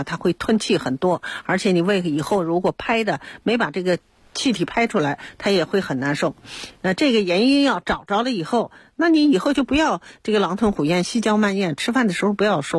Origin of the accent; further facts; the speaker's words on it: China; 所以我们中国人呢对灵芝有偏好